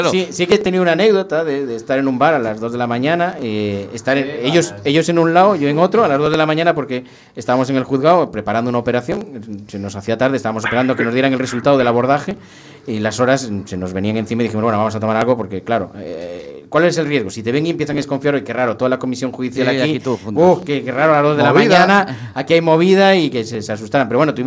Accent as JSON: {"language": "Spanish", "town": "Ourense", "region": "Galicia", "country": "Spain", "tie": "born there", "lives_now": "A Coruña, Spain", "said": "soy orensano de nacimiento, soy coruñés de adopción."}